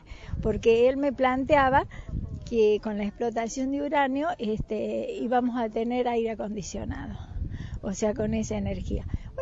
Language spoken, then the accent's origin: Spanish; La Rioja, Argentina; Yo vivo en la Rioja capital desde pequeña, o sea, soy riojana por adopción.